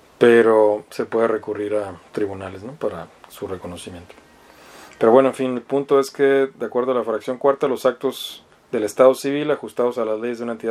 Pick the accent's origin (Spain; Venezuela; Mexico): Mexico; Mexicali, Baja California; si firman un contrato con un banco que les gusta en Mexicali, de donde soy oriundo